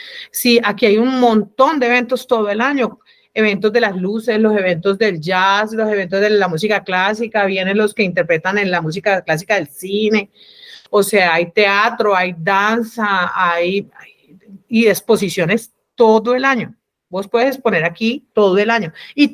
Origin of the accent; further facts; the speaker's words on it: Cali, Valle del Cauca, Colombia; Bueno, lo que pasa es que yo soy caleña, ¿no?